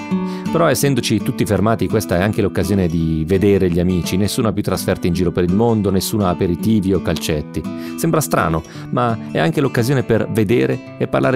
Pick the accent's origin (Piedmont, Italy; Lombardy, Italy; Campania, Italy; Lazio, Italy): Lombardy, Italy; Sondrio; moved away as an adult; now in Milan, Italy; Erano 9 anni ormai che non passavo 8 settimane intere consecutive nella mia città natale, Sondrio.